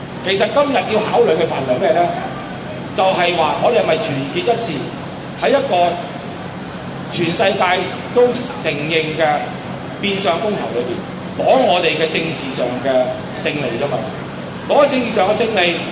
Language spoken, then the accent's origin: Cantonese; China; 我哋中國人俾自己嘅軍隊殺嗰日